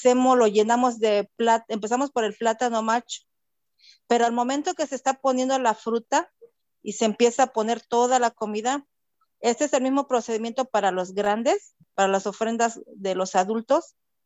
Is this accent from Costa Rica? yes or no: no; Ocotepec, Morelos, Mexico; Soy originaria de México, pero especialmente de Cuernavaca, Morelos, de un poblado que se llama Ocotepec.